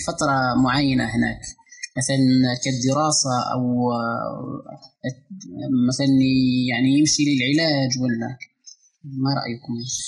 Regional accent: Algeria; عندنا في الجزائر الشباب يعني لو ننظر يعني نظرة شاملة للشعب الجزائري نرى أنه حوالي 70% أو أكثر شباب

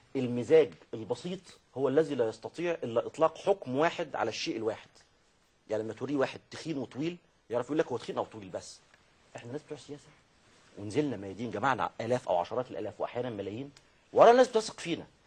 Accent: Egypt; ليس هذا مبالغه في ان احنا مصريين فمعتزين ببلدنا بغيره

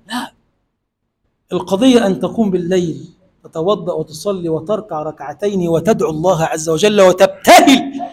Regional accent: Egypt; اللهم اجعل بلدنا مصر بلدا آمنا مطمئنا

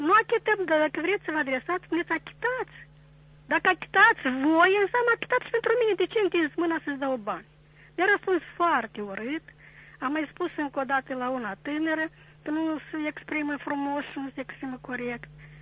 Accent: Chișinău, Moldova; sunt din Chișinău.

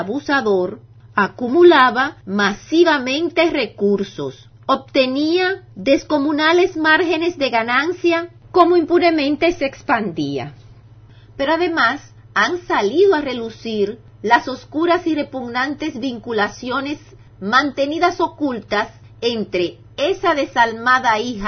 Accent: Dominican Republic; el derecho que nos asiste como dominicanos

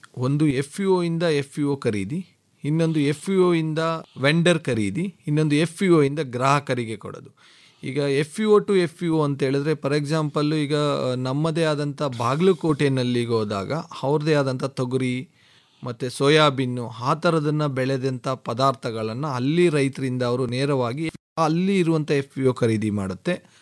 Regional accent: Gudiganahalli, Karnataka, India; Executive MBA ಮಾಡಿದ್ದೀನಿ. So ನಮ್ಮ ಊರು ಬೇಸಿಕಲಿ ಗುಡಿಗೇನಹಳ್ಳಿ ಗ್ರಾಮ. ಸೊ ನಾನು ಇವತ್ತು ಕೂಡ ರೈತ.

